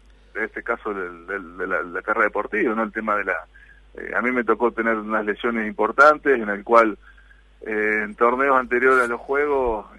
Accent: Concepción del Uruguay, Entre Ríos, Argentina; born there; el campus, como te dije, es en Concepción del Uruguay, Entre Ríos, de mi ciudad natal

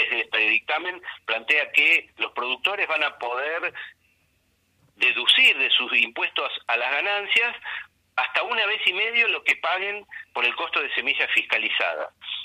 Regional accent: Argentina; los que vamos a pagar la regalía finalmente somos los argentinos.

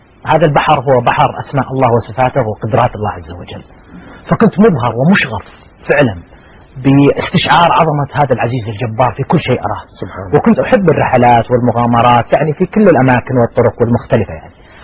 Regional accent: Riyadh, Riyadh Province, Saudi Arabia; طبعا أنا من المملكة العربية السعودية الرياض

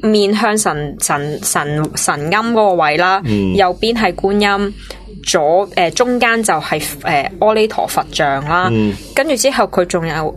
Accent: Fujian, China; 因为我系福建人嚟，我唔知。

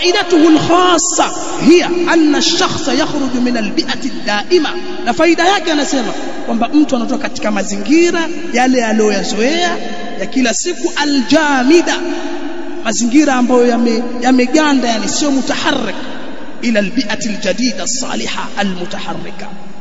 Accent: Pangani, Tanga Region, Tanzania; wanaziasisi sasa hivi kule kwetu Pangani

